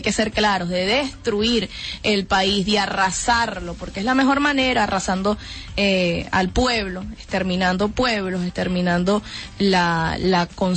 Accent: Venezuela; para demostrar que todos somos venezolanos, venezolanas, y que respetamos también, ¿no?, esta patria

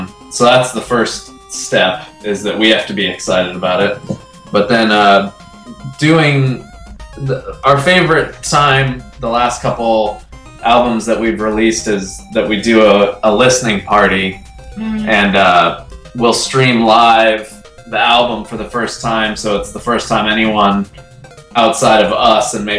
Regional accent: Los Angeles, California, United States; We are from Los Angeles, California.

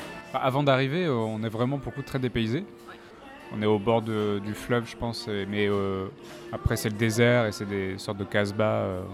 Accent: Paris, Île-de-France, France; un truc qu'on a remarqué quand même à chaque fois qu'on dit qu'on vient de Paris

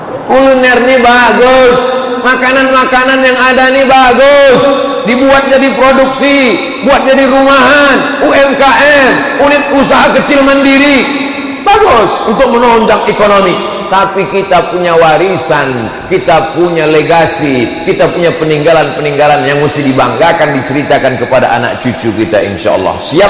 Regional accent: Pontianak, West Kalimantan, Indonesia; Saya dari Pontianak.

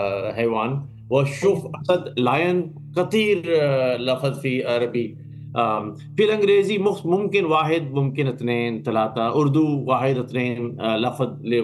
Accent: Pakistan; Arabic is a second language; So, من أصل أنا من الباكستان، أنا مسلم، أحب أقرأ تاريخ، تاريخ باكستان وتاريخ الإسلام وتاريخ عالم العربي عربية

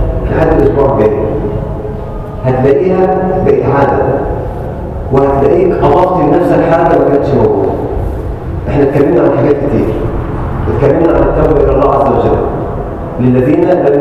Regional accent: Egypt; اللهم اجعل بلدنا مصر امنا امانا، سلما سلاما، سخاء رخاء

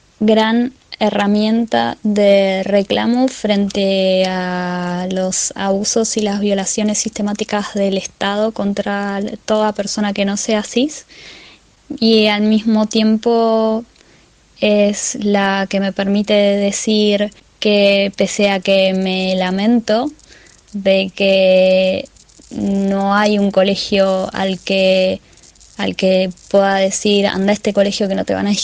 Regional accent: Lomas de Zamora, Buenos Aires Province, Argentina; de Lomas de Zamora

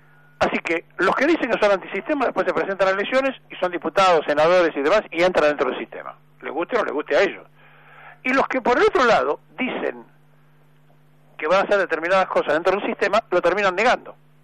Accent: Argentina; porque son argentinos todos, somos argentinos todos.

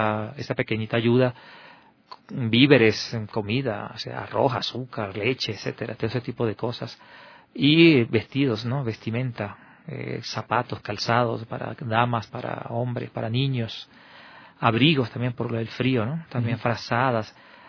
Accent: Venezuela; now in Quito, Ecuador; estoy trabajando allí en el albergue hace 3 meses. Soy venezolano

